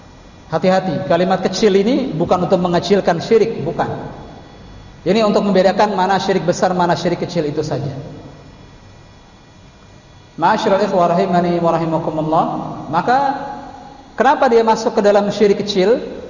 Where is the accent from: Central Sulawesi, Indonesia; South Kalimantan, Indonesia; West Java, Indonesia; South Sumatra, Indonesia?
West Java, Indonesia; Cirebon; Belum lagi di kampung halaman saya, Cirebon misalnya.